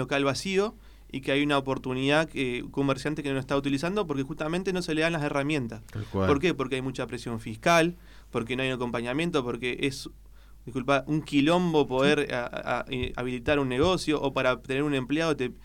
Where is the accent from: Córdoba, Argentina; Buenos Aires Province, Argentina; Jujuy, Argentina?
Buenos Aires Province, Argentina; Pilar; yo soy de Pilar, represento una de las cámaras de comercio del distrito. Vengo de familia comerciante de toda la vida. Me crié entre las góndolas.